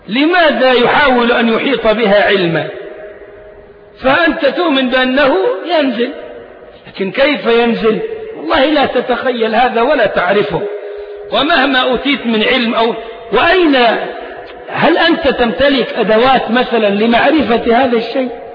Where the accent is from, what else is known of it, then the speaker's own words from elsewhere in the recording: Egypt; ليه نحن هنا أبناء مصر، وإحنا أبناء مصر مش ضيوف عليها ولا حاجة